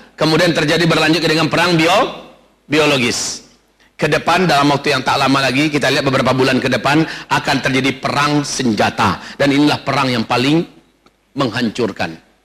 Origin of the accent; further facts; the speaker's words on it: Medan, North Sumatra, Indonesia; Tapi kami orang Medan, Ustaz.